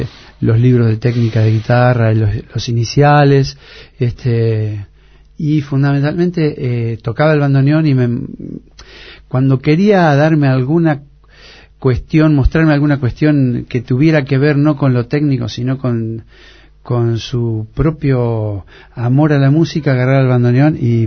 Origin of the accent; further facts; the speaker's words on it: Granadero Baigorria, Santa Fe, Argentina; Mirá, en realidad Granadero Baigorria es una ciudad bastante importante. No es grande como Rosario, no tiene las dificultades que tienen las grandes ciudades.